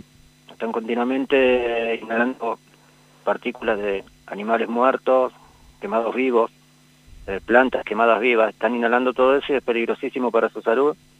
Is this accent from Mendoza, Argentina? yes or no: no; Rosario, Santa Fe, Argentina; Crecí en Rosario.